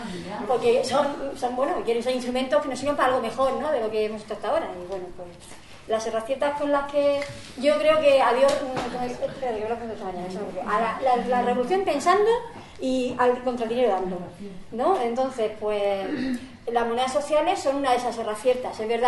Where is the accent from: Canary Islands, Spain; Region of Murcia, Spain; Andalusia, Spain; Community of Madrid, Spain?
Region of Murcia, Spain; Murcia; Yo vengo desde Murcia